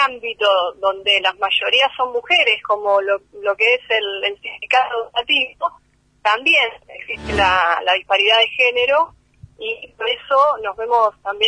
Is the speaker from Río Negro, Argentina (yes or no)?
yes; Bariloche, Río Negro, Argentina; Yo soy de Bariloche, pero bueno, hace un tiempo que no podía viajar